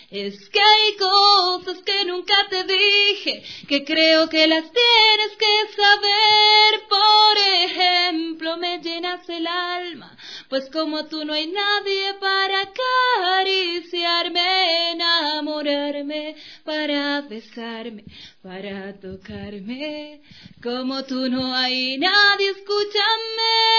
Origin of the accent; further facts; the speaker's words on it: Mira, Carchi, Ecuador; yo no soy quiteño. Yo soy carchense. Yo soy del Carchi.